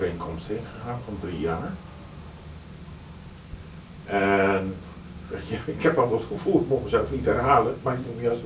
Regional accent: Indonesia; Het grootste deel van mijn jeugd ook in Indonesië doorgebracht.

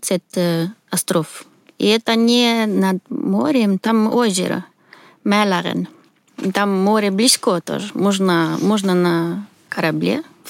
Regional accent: Sweden; Russian is a second language; now in Moscow, Russia; Я из Швеции. Сейчас живу в Москве.

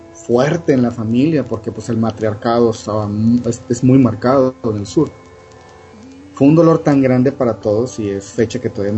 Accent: Chiapas, Mexico; ellos vivían en Chiapas, de donde yo soy

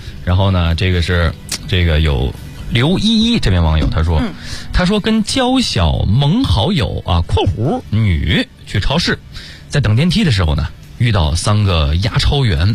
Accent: Hebei, China; 老家是哪儿，就是在这个节目当中跟大家分享过，我是河北的

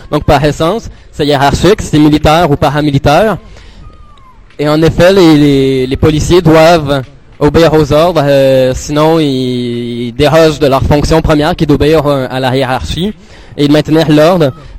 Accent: Montreal, Quebec, Canada; Bonjour, moi je viens de Montréal, je suis arrivé il y a quelques jours à peine.

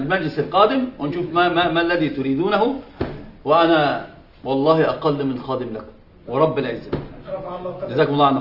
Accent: Egypt; هم عندنا في مصر يقول مبروم على مبروم ما بيلفش

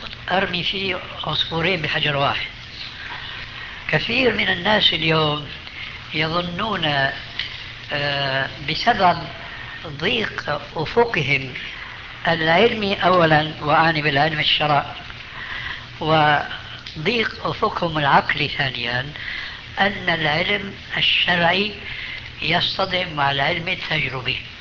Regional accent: Damascus, Damascus Governorate, Syria; عندنا في دمشق ماء اسمه ماء الفيجة،

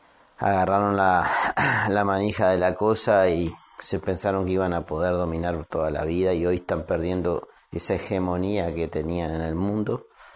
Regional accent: Uruguay; como ciudadano uruguayo lo digo

